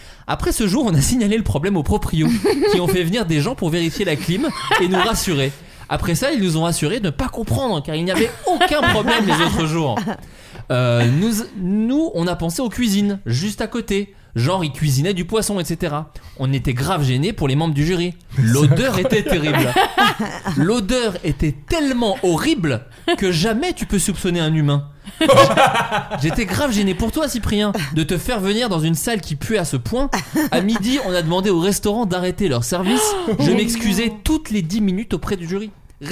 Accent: Autun, Bourgogne-Franche-Comté, France; On parle souvent de la ville d'où je viens. Je viens d'Autun.

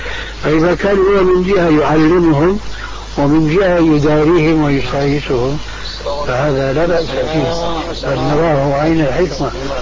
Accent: Syria; كما يقولون عندنا في الشام

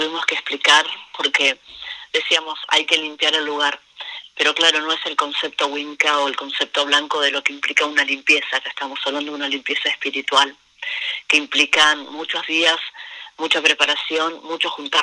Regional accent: Argentina; los puelches, que somos los mapuches de este lado, lo que se conoce como Argentina

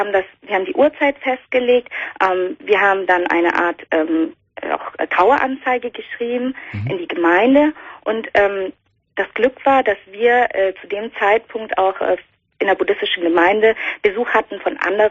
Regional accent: Vietnam; Richtig, ich komme aus Vietnam.

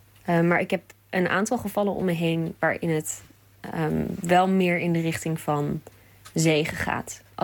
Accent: Groningen, Netherlands; uit Groningen.

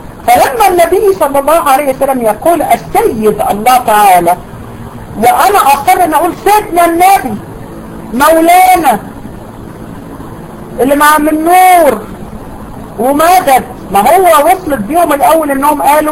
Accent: Egypt; ده اسم على فكرة منتشر جدا في عندنا في دمياط وبورسعيد

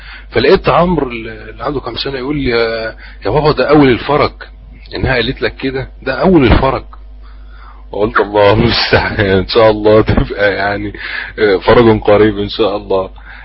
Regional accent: Mansoura, Dakahlia, Egypt; عندنا في المنصورة

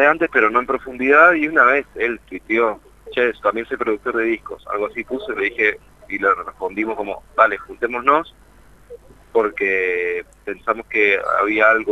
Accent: Mendoza, Argentina; now in Buenos Aires, Argentina; nosotros venimos de Mendoza, y en Capital, estamos viviendo en Capital ya hace muchos años

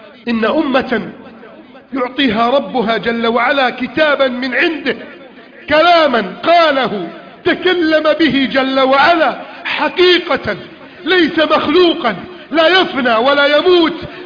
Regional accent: Egypt; واجعل بلدنا مصر آمنا مطمئنا، آمنا مطمئنا، آمنا مطمئنا

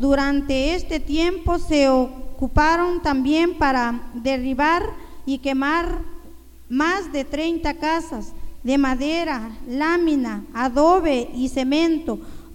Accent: San Pablo Cuatro Venados, Oaxaca, Mexico

